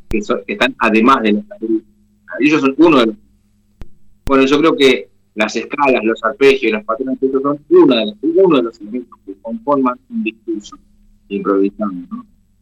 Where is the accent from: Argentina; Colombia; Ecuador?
Argentina; Somos músicos argentinos que tocábamos ya, pero fundamentalmente somos argentinos, vivimos acá, nos desarrollamos acá, entonces tocamos música de acá necesariamente.